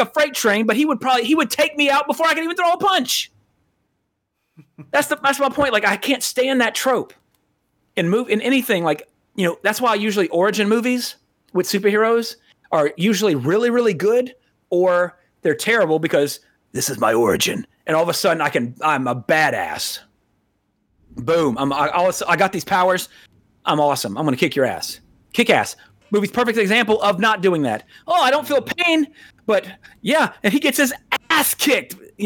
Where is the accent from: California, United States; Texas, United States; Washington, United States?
Texas, United States; now in United Kingdom; No, I'm from Texas.